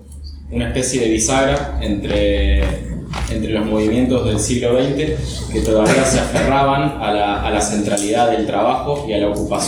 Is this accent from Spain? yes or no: no; Argentina; moved away as an adult; porque vengo de Argentina y me formé militante, como militante en esa época.